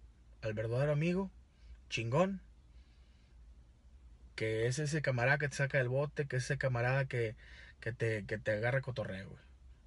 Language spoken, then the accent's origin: Spanish; Monterrey, Nuevo León, Mexico; yo soy de Monterrey, Nuevo León.